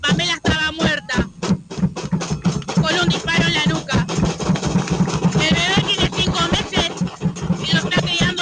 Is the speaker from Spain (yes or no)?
no; Campana, Buenos Aires Province, Argentina; soy de Campana, soy referente del barrio donde vivo, que se llama 21 de septiembre.